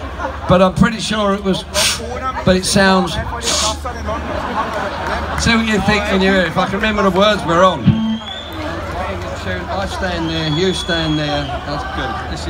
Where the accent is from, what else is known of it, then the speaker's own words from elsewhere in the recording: United Kingdom; We're British, you know, and we're... I don't normally get into football, but the English are winning, so I'm sort of happy today.